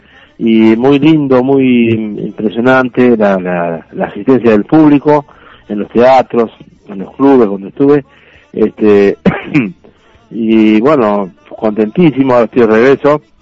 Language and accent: Spanish; Junín, Buenos Aires Province, Argentina; now in Martínez, Argentina; Soy de Junín, sí.